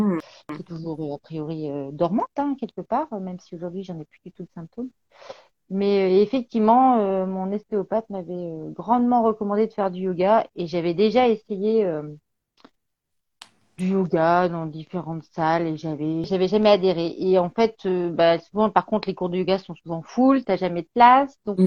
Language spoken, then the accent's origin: French; Béthune, Hauts-de-France, France; Et en fait, je suis une ch'ti. Voilà, je suis de Béthune, dans le Pas-de-Calais.